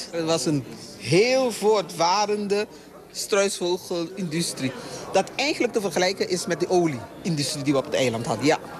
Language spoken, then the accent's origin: Dutch; Almere, Flevoland, Netherlands; Het was de reis waard, want ik kom helemaal uit Almere.